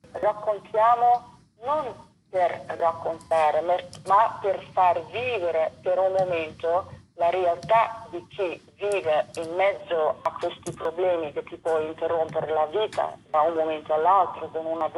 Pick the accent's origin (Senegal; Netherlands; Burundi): Netherlands; Io vengo da una lunga storia, sono olandese, ho fatto tutta altre cose